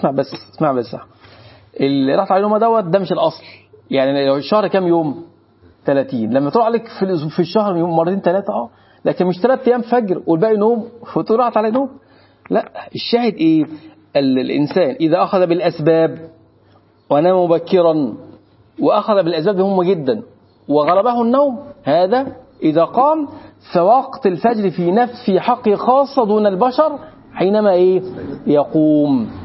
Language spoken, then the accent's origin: Arabic; Egypt; احنا عندنا مصريين